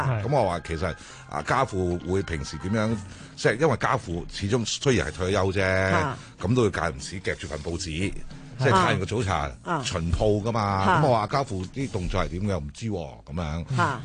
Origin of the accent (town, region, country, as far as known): Hong Kong